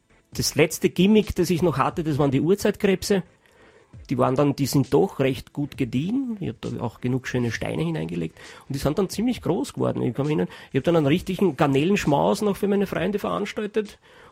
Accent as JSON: {"language": "German", "country": "Austria", "said": "ich bin ein Österreicher, das verbiete ich mich, ich bin nicht deppert."}